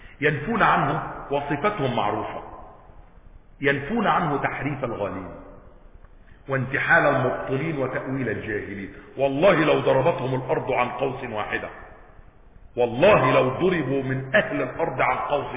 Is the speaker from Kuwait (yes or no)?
no; Egypt; ليس مثلنا احنا مصريين